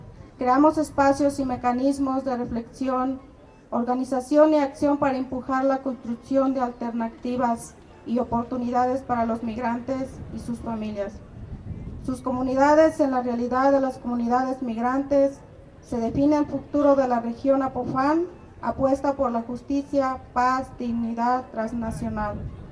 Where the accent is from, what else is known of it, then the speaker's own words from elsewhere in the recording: Guerrero, Mexico; Yo vengo del estado de Guerrero, Tierra Caliente.